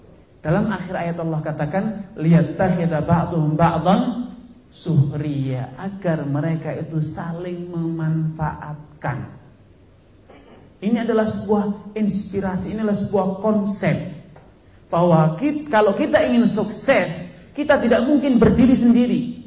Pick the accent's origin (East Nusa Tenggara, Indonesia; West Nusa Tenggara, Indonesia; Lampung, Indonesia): West Nusa Tenggara, Indonesia; moved away; dia saya orang Lombok. Tapi kan kita ada kesamaan, perantau, pendatang